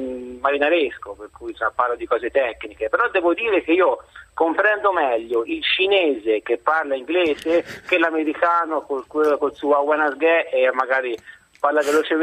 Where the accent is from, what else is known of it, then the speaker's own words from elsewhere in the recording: Livorno, Tuscany, Italy; Sono di Livorno